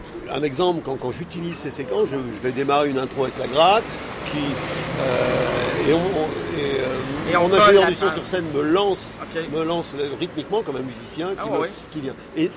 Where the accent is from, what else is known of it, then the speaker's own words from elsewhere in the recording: Pays de la Loire, France; moi je suis originaire de la Mayenne et je suis près d'une ville qui sonne bien au Québec, c'est Laval.